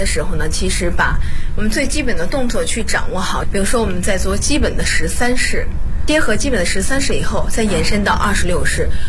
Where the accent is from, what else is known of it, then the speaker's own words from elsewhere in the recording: Bozhou, Anhui, China; 我是华佗五禽系第59代传承人，我来自安徽亳州。